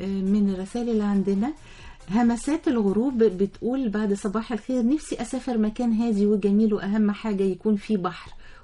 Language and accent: Arabic; Asyut, Asyut Governorate, Egypt; من أسيوط،